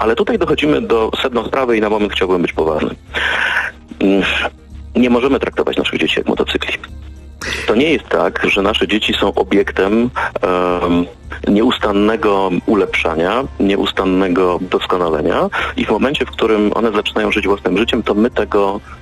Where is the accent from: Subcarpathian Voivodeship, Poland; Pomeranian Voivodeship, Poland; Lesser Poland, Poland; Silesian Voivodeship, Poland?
Silesian Voivodeship, Poland; Ja pochodzę ze Śląska i tutaj jest taka bardzo dobra tradycja